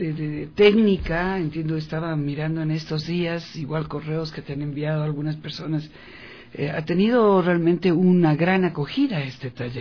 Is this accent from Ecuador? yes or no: yes; Ecuador; nos sentimos como sus amigos, como ecuatorianos orgullosos, ¿no?